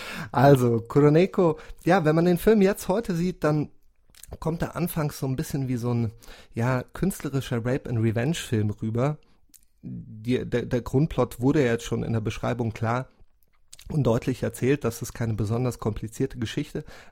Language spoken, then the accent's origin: German; Germany; ich komme aus Deutschland und ein paar Kilometer weiter in Wien sitzt